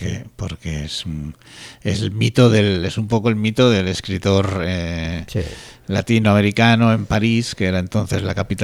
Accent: Galicia, Spain; Es una costumbre que tenemos en Galicia.

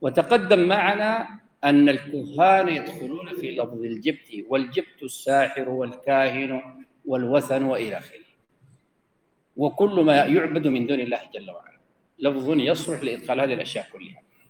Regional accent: Sudan; أنا قلت كده ضربت أمثلة هنا عندنا في السودان

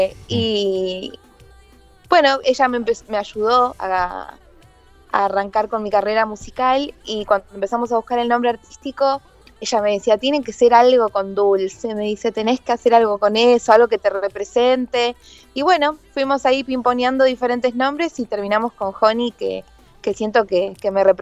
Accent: San Justo, Buenos Aires Province, Argentina; Yo soy, bueno, soy del oeste, soy de San Justo.

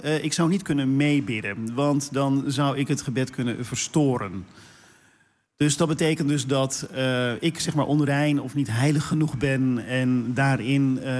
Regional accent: South Holland, Netherlands; Ik kom uit de Hoekse Waard oorspronkelijk, Meesterde Land.

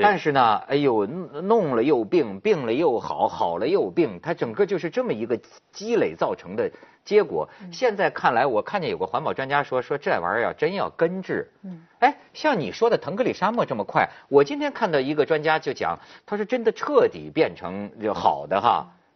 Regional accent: Shijiazhuang, Hebei, China; moved away as an adult; 就是连我记得石家庄的路灯都不是暖色的，知道吗？然后我就觉得每次我在我们河北这片大地上走啊，那就真是叫一种荒凉凄清。

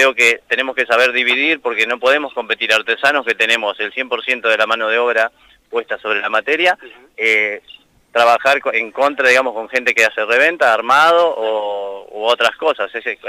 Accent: Gualeguaychú, Entre Ríos, Argentina; vengo de la ciudad de Gualeguaychú, Entre Ríos.

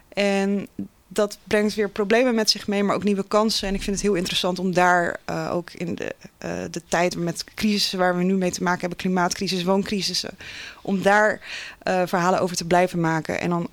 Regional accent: Vlaardingen, South Holland, Netherlands; also born or lived in Bogotá, Colombia; Ik ben geboren in Santa Fe de Bogota in Colombia. En ik ben opgegroeid in Vlaardingen. Dat is hier ook niet zo ver vandaan.

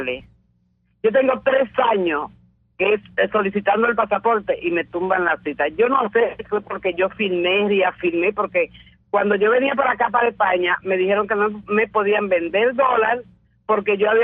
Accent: Dominican Republic; now in Spain; mira que soy dominicana, y tú sabes que yo siempre te he escuchado y te he llamado, Iván. … de Caricuá.

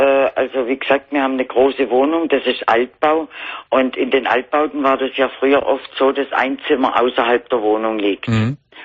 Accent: Konstanz, Baden-Württemberg, Germany; ich komme eigentlich vom Bodensee aus Konstanz.

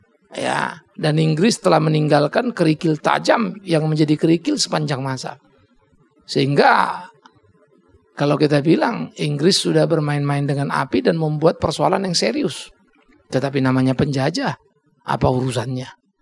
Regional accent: Pematangsiantar, North Sumatra, Indonesia; Kampung saya di center sana. Tempat lahir saya gak punya tanah di sana. Tapi bukan berarti saya tidak menjadi orang Siantar, saya bukan menjadi orang Batak lagi.

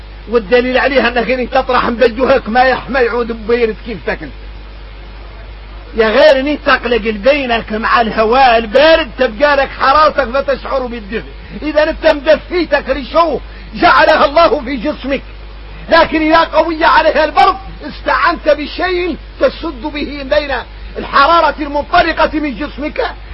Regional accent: Mauritania; واحنا موريتاني عندنا عقلية خويسة

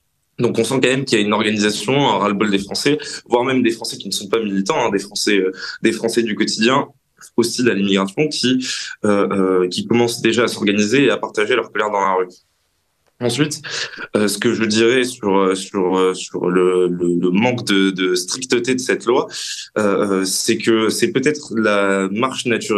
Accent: France; la place que nous, en tant que Français, occidentaux, européens, voulons retrouver dans l'histoire

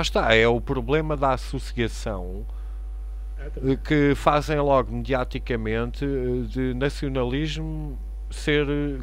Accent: Portugal; Porque eu próprio, como português, fosse para fora

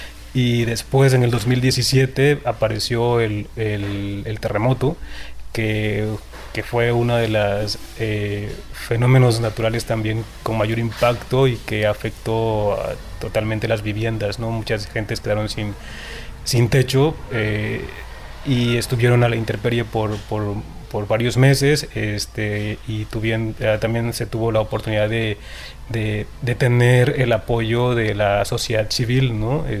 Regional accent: Paredón, Chiapas, Mexico; soy originario de Paredón

